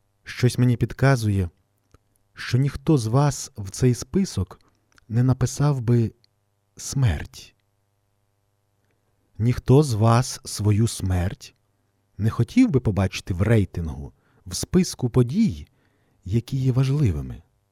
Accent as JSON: {"language": "Ukrainian", "town": "Ostroh", "region": "Rivne Oblast", "country": "Ukraine", "tie": "born or raised there", "said": "в моєму рідному Острозі"}